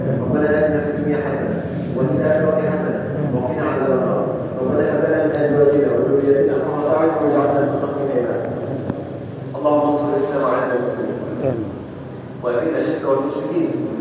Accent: Egypt; اللهم اجعل بلدنا مصر أمن أمان، سلما سلاما، سخاء رخاء

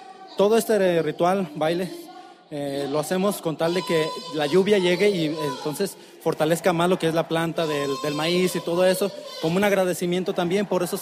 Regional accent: Cherán, Michoacán, Mexico; soy soy de Cherán, Cherán Napo.

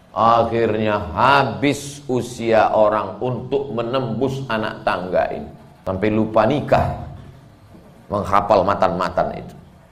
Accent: Sumatra, Indonesia; Padahal saya orang Melayu. Saya asli orang Melayu, dari Pulau Sumatera.

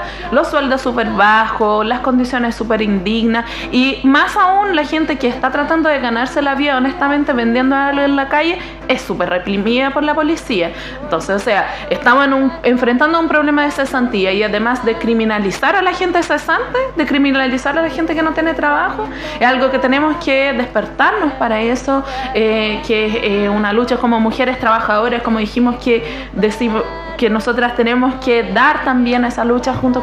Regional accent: Brazil; Spanish is a second language; now in Chile; Bueno, yo tengo que agregar que además no soy chilena, yo soy brasileña, y de partida les pido disculpas de repente si me sale algo raro ahí del idioma.

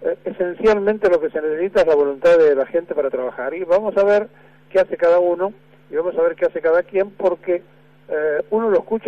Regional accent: Argentina; como los argentinos somos individualistas, nos pasa lo que nos pasa.

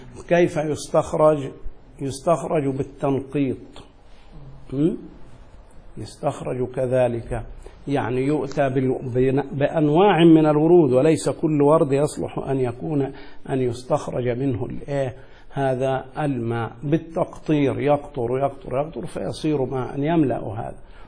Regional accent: Egypt; وهذا مشهور جدا عندنا في مصر

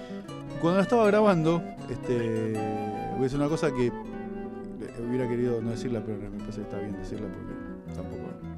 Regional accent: Lugano, Buenos Aires, Argentina; also born or lived in Flores; Me crié ahí, y después me crié en Lugano. Ya ahí a los 8 o 10 años me fui para Lugano.

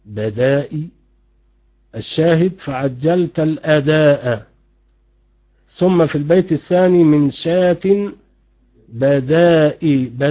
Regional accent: Egypt; اليمامة حمام بري يسمى عندنا في مصر يمامة

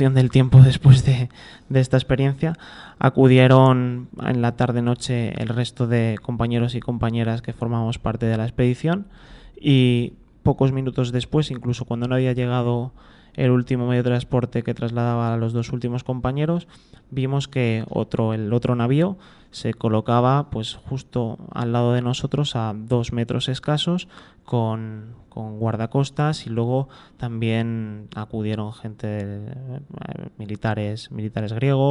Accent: Spain; soy ciudadano del Estado español

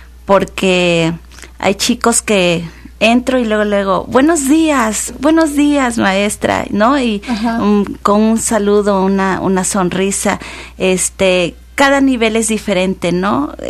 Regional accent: Coatepec, Veracruz, Mexico; yo soy de Coatepec y todavía se podía, nos sacaban de la escuela y nos llevaban a lugares típicos de la región

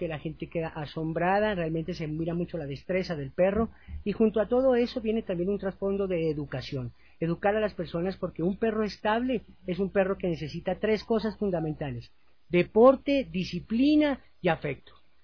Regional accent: Colombia; yo soy colombiano, ella es ecuatoriana

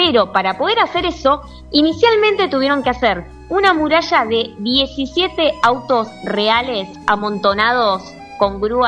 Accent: Argentina; innovamos como argentinos, bien argento

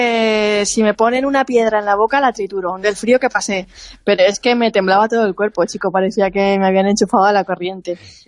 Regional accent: Alicante, Valencian Community, Spain; Yo, como buena alicantina, borracha y fina, pensaba que eso era cosa de los dibujos animados

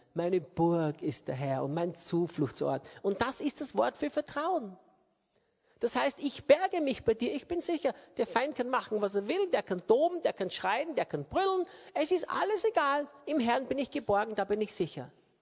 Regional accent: Austria; now in Brazil; Österreich ist ein wunderschönes Land. Ich liebe meine Heimat. Ich weiß eigentlich nicht, warum ich in Brasilien bin.

